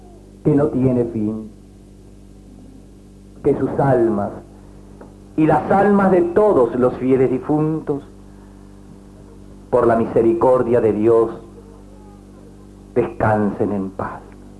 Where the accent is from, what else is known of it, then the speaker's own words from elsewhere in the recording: Argentina; ayúdanos para que como argentinos, además de sentirnos orgullosos de ellos, seamos capaces de seguir sus huellas